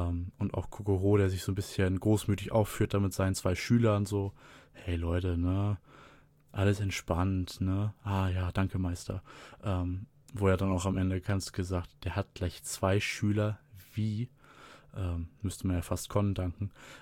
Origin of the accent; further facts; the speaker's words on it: Germany; Wir als Deutsche gucken da ja leider ein bisschen in die Röhre.